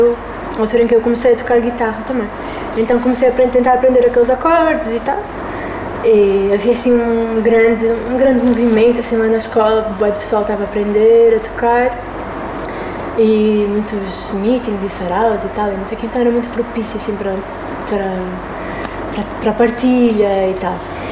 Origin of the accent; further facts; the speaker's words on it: Angola; E como se isso me tirasse um pouco a autoridade como angolana e tal